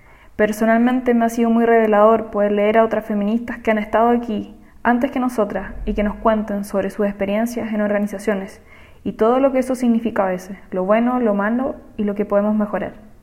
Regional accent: Chile; now in Mexico City, Mexico; Mi acento me delata, creo. Así que sí, mis documentos dicen que soy chilena. Y actualmente estoy viviendo en México.

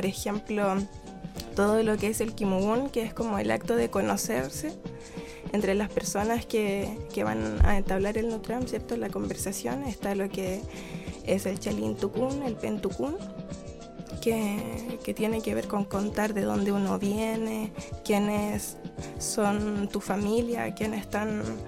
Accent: Caucau, Chile; soy pichintako. Ahí les contaba que mi tierra, ese lugar que yo les comentaba que se llama Caucau, es un lugar muy lindo, está lleno de árboles nativos, tiene esteros que lo cruzan

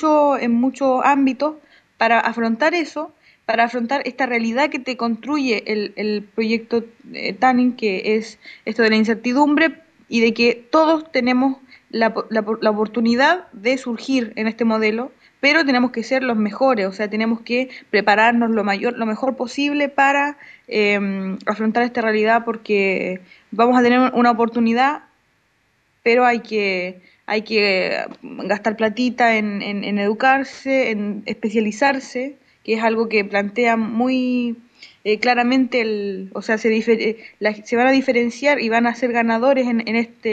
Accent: Chile; now in Argentina; es lo que nosotros decíamos como chilenos acá, de que en Chile ya nos pasó que nos privatizaron la educación.

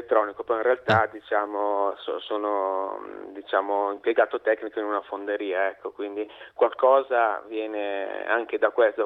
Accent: Lonate, Lombardy, Italy; Io sono proprio di Lonate, sì, sì.

